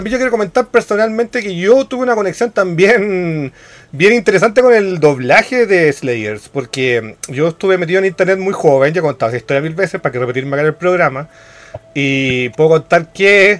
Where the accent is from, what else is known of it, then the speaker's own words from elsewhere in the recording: Chile; Como yo tirarme como chilena sin saber el idioma